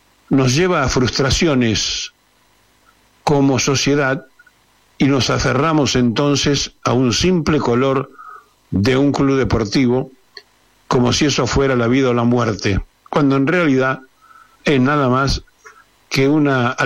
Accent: Argentina; ¿Cómo puede ser que siendo todos argentinos nos fragmentemos y nos dividamos como nación

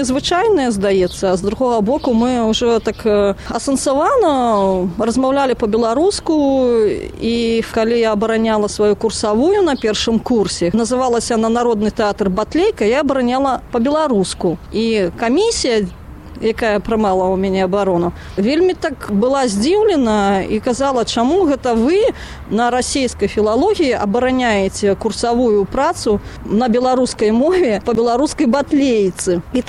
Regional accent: Krychaw, Mogilev Region, Belarus; born there; сама я нарадзілася ў Крычаве, Магілёўскай вобласці, і ганарушыся сваім месцам, таму што там пачыналася паўстанне Васіля Вашчыла, і

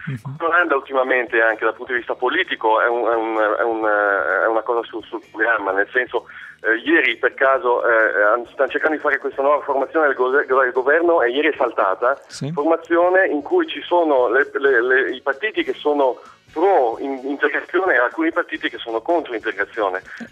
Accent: Desenzano del Garda, Lombardy, Italy; moved away as an adult; now in Amsterdam, Netherlands; Io sono cresciuto a Desenzano, sul lago di Garda, ho studiato in Italia, ho fatto 20 anni lì e poi sono partito, ho fatto un giro del mondo, mi sono fermato qui a Amsterdam.

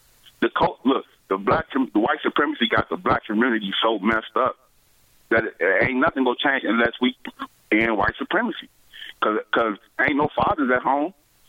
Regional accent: Chicago, Illinois, United States; Well, I'm from Chicago.

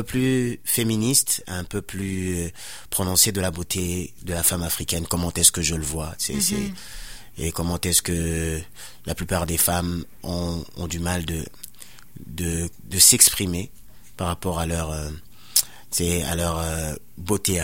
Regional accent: DR Congo; Je viens de la République démocratique du Congo, et puis c'est un pays qui est en guerre depuis près de 20 ans.

